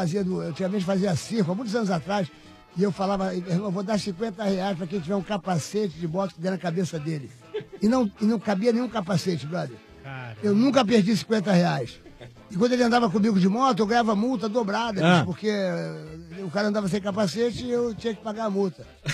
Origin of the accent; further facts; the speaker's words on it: Rio de Janeiro, Brazil; now in São Paulo, Brazil; Eu sou do Rio.